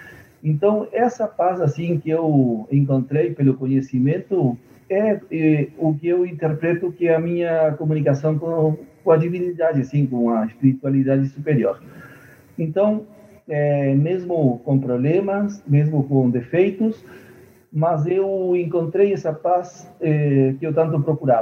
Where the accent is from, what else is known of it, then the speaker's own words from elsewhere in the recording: Rivera, Uruguay; moved away as an adult; now in Montevideo, Uruguay; Eu sou do norte do Uruguai, da fronteira com o Brasil. Sou de uma cidade que chama-se Ribeira, em frente à cidade gaúcha Santana do Livramento. Eu, quando morava na minha cidade, morei aí até os 18 anos, daí eu vim morar em Montevidéu para estudar